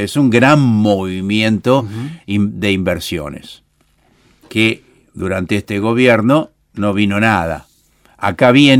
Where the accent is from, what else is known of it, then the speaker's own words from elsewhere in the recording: Buenos Aires, Argentina; más allá de que yo soy porteño